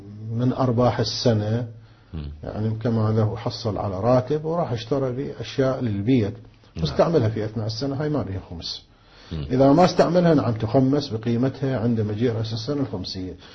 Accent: Karbala, Karbala Governorate, Iraq; الآن عندنا في كربلاء مثلا الزوجة ايش قد تحتاج بالشهر الى نفقة

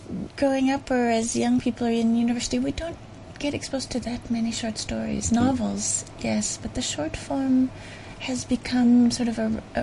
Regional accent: Canada; Well, I'm quite lucky. I'm Canadian

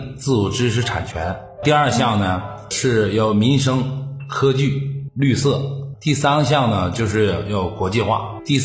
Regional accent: Northeast China, China; now in Hebei, China; 因为我是一个从东北来的，来到河北算是一个外地

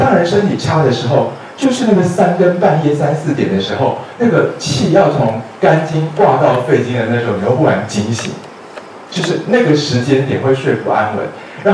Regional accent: China; 就在我们中国人的操作模型里面，五行的深刻是一个很清晰的东西

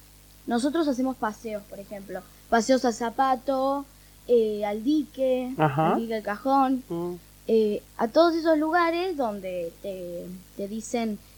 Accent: Buenos Aires, Argentina; born there; now in Capilla del Monte, Argentina; Sí, nací en Buenos Aires.

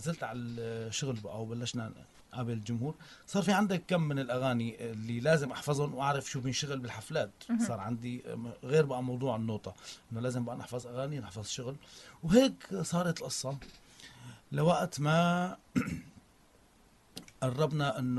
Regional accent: Aleppo, Aleppo Governorate, Syria; نحن عندنا بحلب تلبيسات، حفلات شعبية، أعراس

